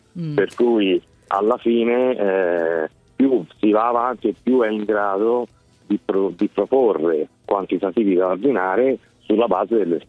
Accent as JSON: {"language": "Italian", "town": "Florence", "region": "Tuscany", "country": "Italy", "said": "Io sono fiorentino, sì."}